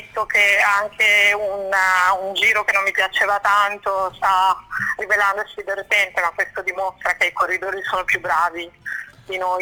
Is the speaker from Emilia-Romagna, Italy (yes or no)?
yes; Emilia-Romagna, Italy; sono romagnola come Castan